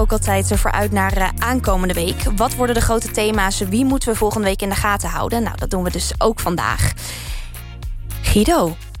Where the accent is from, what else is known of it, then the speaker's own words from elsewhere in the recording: Rotterdam, South Holland, Netherlands; Ik kom uit Rotterdam en ben zelf Feyenoord fan.